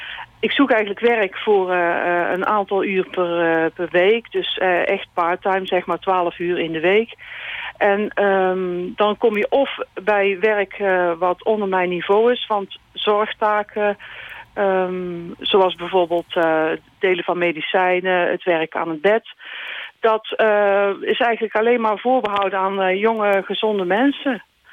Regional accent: Roosendaal, North Brabant, Netherlands; ik kom uit Roosendaal. Ik ben 58 jaar.

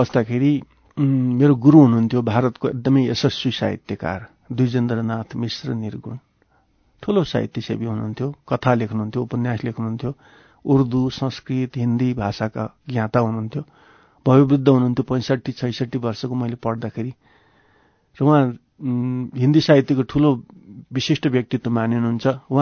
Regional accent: Dharan, Koshi Province, Nepal; also born or lived in Varanasi; now in Kathmandu, Nepal; 15 सालमा म धरानमा जन्मेँ, मेरो बाल्यकाल त्यहीँ बित्यो, मैले एसएलसीसम्म त्यहीँ पढेँ, प्लस टू पनि त्यहीँ पढेँ, अहिलेको भाषामा प्लस टू, त्यतिखेर संस्कृत मैले पढेँ उत्तर मध्यमा त्यहीँ। त्यसपछि म बनारस गएँ, शास्त्री आचार्य संस्कृतमा मैले त्यहीँ अध्ययन गरेँ।

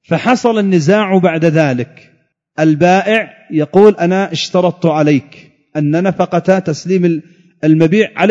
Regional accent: Yemen; كانت عندنا في اليمن بالريال الفرنسي هذا

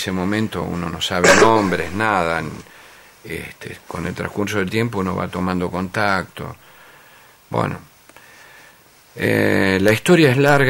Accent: Argentina; nosotros somos, el argentino es muy exitista, es como el campeonato del mundo

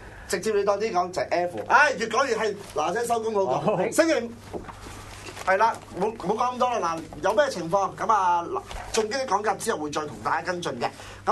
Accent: Hong Kong; 唉，我哋都明咁，但係我哋作為香港人

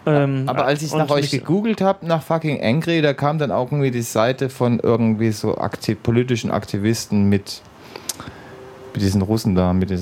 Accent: Cologne, North Rhine-Westphalia, Germany; jetzt gerade als Kölner, ist es sehr angenehm

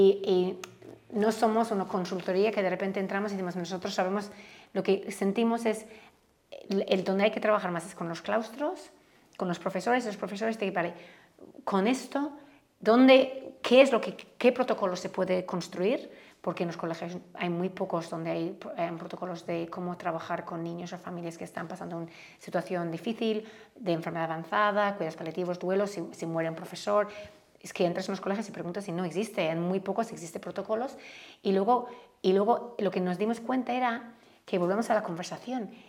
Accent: Ireland; Spanish is a second language; Bueno, yo soy de Irlanda, ¿no?

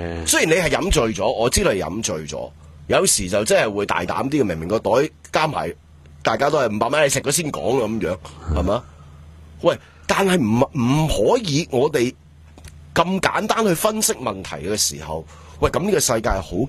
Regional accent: Hong Kong; 我哋香港人

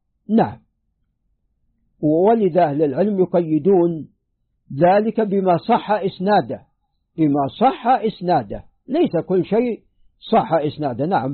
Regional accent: Najd, Saudi Arabia; حتى عندنا في نجد يعني استنبتوا الفقع الكمأة

